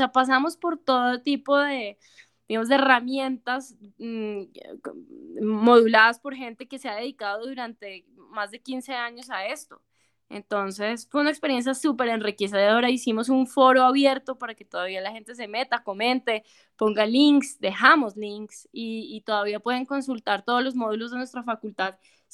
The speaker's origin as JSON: {"language": "Spanish", "country": "Colombia", "said": "lo que somos como colombianos."}